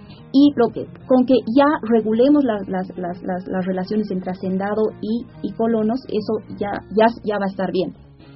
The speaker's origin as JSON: {"language": "Spanish", "country": "Bolivia", "said": "nosotros como bolivianos no tendemos a pensarnos como migrantes"}